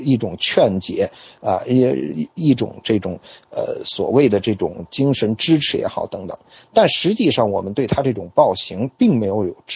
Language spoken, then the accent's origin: Chinese; China; 背井离乡其实对我们中国人是很难的一件事情啊。